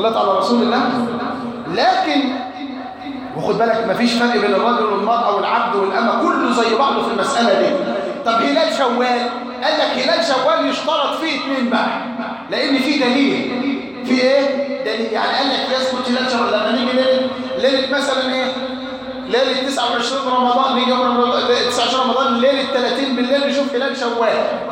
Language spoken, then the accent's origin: Arabic; Egypt; وعندنا في مصر ما شافتوش